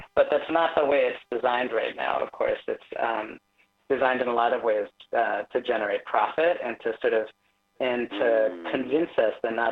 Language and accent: English; Bay Area, California, United States; also born or lived in Boston / Nashville; I was Born in the Bay Area back in the early 80s and grew up here and back in the Bay now and also in Boston and Nashville. So my family moved around some.